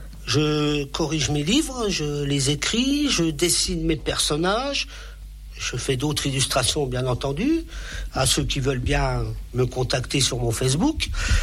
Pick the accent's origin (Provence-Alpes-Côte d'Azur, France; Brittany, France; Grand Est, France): Grand Est, France; born there; Et je suis né ici dans les Vosges il y a 50 ans, tout pile.